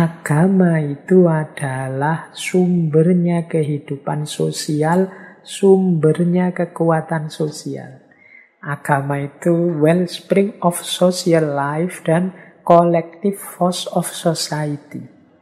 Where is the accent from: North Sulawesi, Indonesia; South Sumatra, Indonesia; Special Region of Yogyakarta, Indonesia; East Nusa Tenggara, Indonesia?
Special Region of Yogyakarta, Indonesia; accent: Jogja dialect, Javanese; Ya meskipun bahasa Inggris saya masih dialeknya dialek Jogja, dialek Jawa.